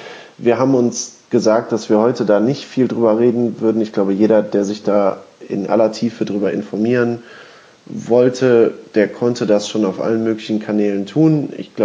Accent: Duisburg, North Rhine-Westphalia, Germany; born there; Ich bin übrigens in Duisburg geboren

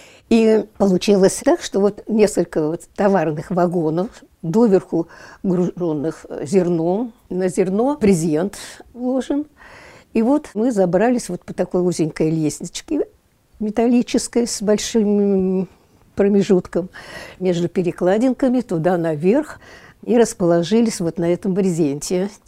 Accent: Moscow, Russia; born there; also born or lived in Ukraine; Я родилась 8 мая 1933 года. Родилась я в Москве. Мне было лет 5, когда меня отправили к папиным родственникам на Украину

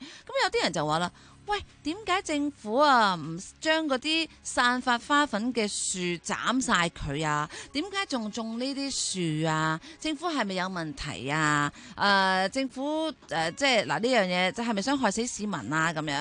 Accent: Hong Kong; 我哋香港人

